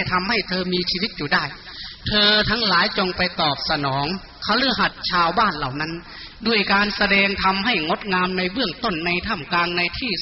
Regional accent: Kham Ta Kla, Sakon Nakhon, Thailand; อาตมาภาพเป็นชาวสกลนครโดยกำเนิดที่บ้านแพทย์อำเภอคำตากล้าจังหวัดสกลนคร

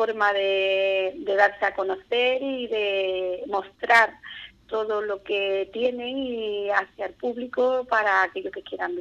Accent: Andalusia, Spain; somos los andaluces, nos gusta mucho la cerveza

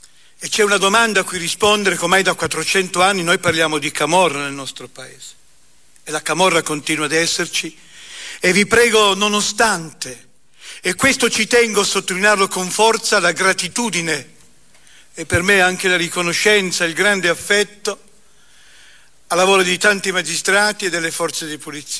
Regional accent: Pieve di Cadore, Veneto, Italy; moved away; also born or lived in Naples / Turin; io sono un veneto, nato sulle montagne a Pieve di Cadore, immigrato poi con la mia famiglia prima Napoli, poi Torino.

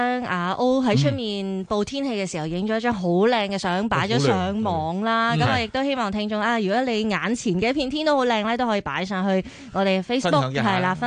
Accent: Hong Kong; 好似咧俾我哋香港人一个去旅行嘅希望。

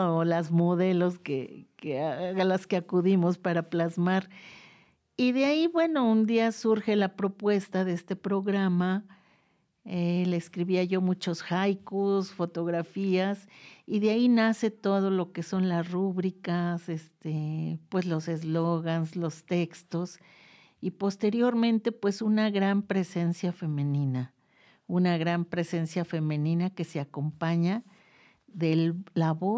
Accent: Mexico City, Mexico; moved away; Yo, la verdad, pues ahora sí que soy migrante de la Ciudad de México. Llegué por acá ya casi 11 años

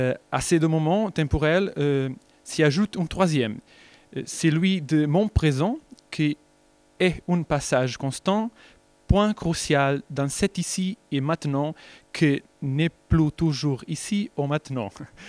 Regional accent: Portugal; French is a second language; Je suis portugais et mon niveau de français, c'est très...

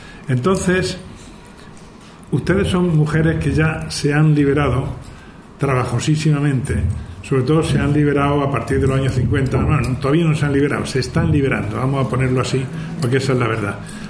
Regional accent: Arjona, Andalusia, Spain; yo soy andaluz como ustedes, ¿no? Bueno, por cierto, de Arjona, no de Andújar. Entonces, bueno, pues, y de familia de campo

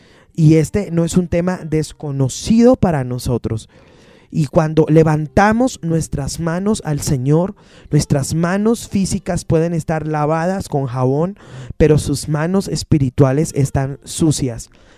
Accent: Colombia; como colombianos tenemos varias raíces muy fuertes.

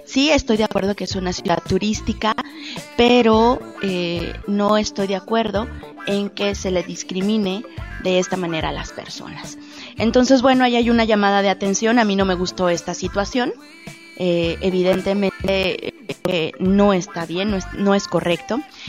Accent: Guanajuato, Mexico; primero que nada, primero soy guanajuatense, soy mujer, soy persona, ¿no?

